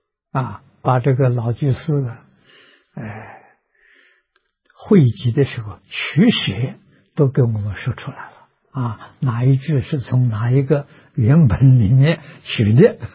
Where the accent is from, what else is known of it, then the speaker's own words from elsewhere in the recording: China; 所以他们对于善导的崇拜，我中国人比不上啊！